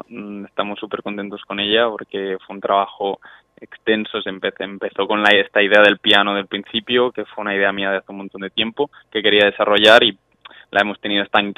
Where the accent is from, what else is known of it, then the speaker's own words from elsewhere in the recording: Tarragona, Catalonia, Spain; cantar porque nosotros somos de Tarragona, habíamos hecho temas, de hecho hay un tema en catalán en el disco